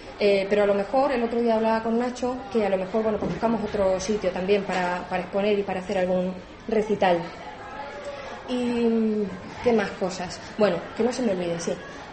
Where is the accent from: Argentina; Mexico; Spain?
Spain; Extremadura; Yo soy extremeña, no tengo patria aquí, mi padre ni nada.